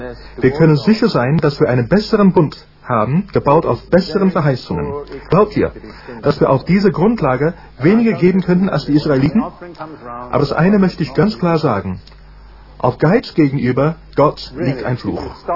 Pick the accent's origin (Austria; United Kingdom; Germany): United Kingdom; Ich bin Brite durch und durch.